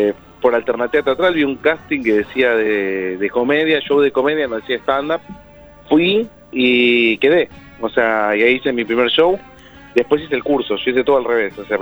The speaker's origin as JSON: {"language": "Spanish", "region": "Buenos Aires", "country": "Argentina", "said": "no hay club en Coghlan. Pero soy de Coghlan."}